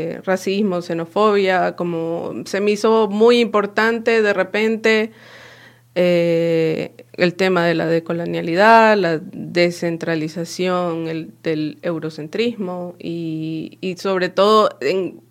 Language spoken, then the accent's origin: Spanish; Guayaquil, Guayas, Ecuador; tiene muchas cosas de Guayaquil, de donde yo soy.